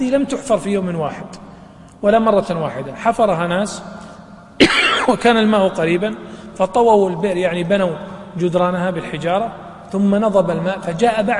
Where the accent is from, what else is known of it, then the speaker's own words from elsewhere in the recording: Najd, Saudi Arabia; بعض الشجر يعيش بدون ماء أو بماء قليل كالأثل عندنا في نجد